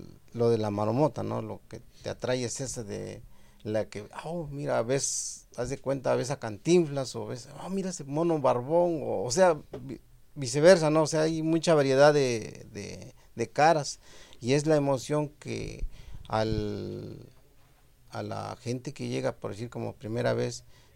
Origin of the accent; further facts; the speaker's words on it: Asunción Nochixtlán, Oaxaca, Mexico; now in United States; soy originario de Asunción, Nochixtlán, Oaxaca.